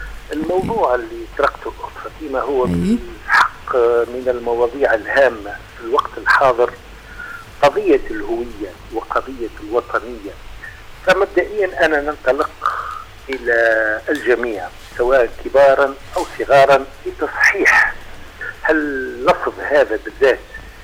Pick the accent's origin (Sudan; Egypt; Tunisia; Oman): Tunisia; accent: Tunisian; لما أنا أعتز بتونس نعتز أيضا باللغة ونعتز باللهجة نفسها، لهجتي العامية اللي فيها كثير من الكلمات العربية، واللهجة الدارجة التونسية